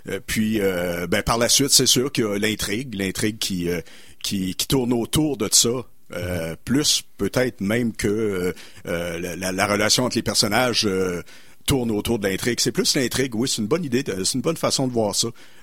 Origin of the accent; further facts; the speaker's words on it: Sherbrooke, Quebec, Canada; also born or lived in Magog; Moi, je viens de Magog, j'ai été élevé à Sherbrooke, on pourrait dire Sherbrooke aussi